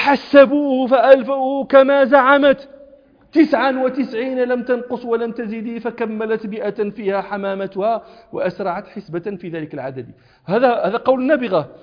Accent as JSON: {"language": "Arabic", "country": "Morocco", "said": "كنت في الصحراء الشرقية عندنا في المغرب التي في حدود الجزائر"}